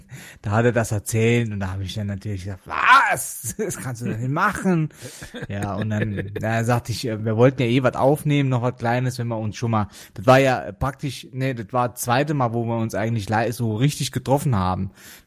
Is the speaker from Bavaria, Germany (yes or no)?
no; Rhineland-Palatinate, Germany; Und ich bin aus Rheinland-Pfalz.